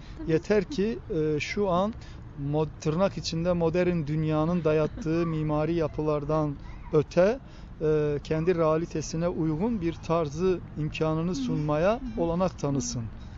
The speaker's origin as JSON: {"language": "Turkish", "town": "Diyarbakır", "region": "Diyarbakır Province", "country": "Turkey", "tie": "born or raised there", "said": "Ben de çocukluğum orada geçti. 1974 Diyarbakır'a televizyonun ilk geldiği yıllar. Ben işte 5-6-7 yaşında, 7-8 yaşlarındayım."}